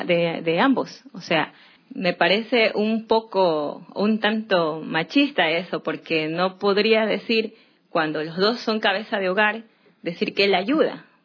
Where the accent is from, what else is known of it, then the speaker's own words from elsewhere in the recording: Durán, Guayas, Ecuador; yo soy de Durán. Me he criado ahí toda mi vida. Nací en Guayaquil porque no habían maternidades ahí. Me tocó que mi madre me venga a dar a luz en la ciudad de Guayaquil, pero soy durandeña.